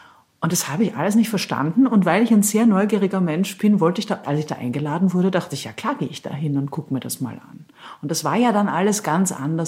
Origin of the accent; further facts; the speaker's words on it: Austria; now in Berlin, Germany; Ich bin ja Österreicherin und ich war ja erst 6 Jahre in Deutschland. Ich bin 99 gekommen und für mich war das alles letztlich eine fremde Welt.